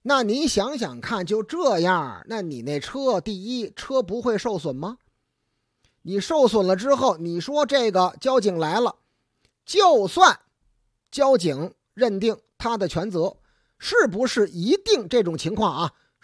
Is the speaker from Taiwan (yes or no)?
no; Beijing, China; 咱们北京人呐讲究礼数。